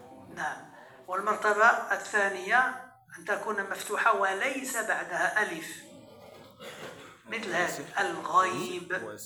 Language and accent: Arabic; Morocco; المعتمد عندنا في المغرب بالتوسط